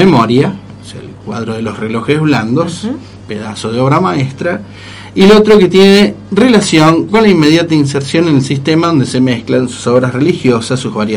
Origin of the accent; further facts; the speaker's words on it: San Nicolás de los Arroyos, Buenos Aires Province, Argentina; yo medio me crié en San Nicolás de los Arroyos, provincia de Buenos Aires, más allá de mi sangre y mi alma rosarina. He vivido una especie de purgatorio infanto-adolescente en San Nicolás.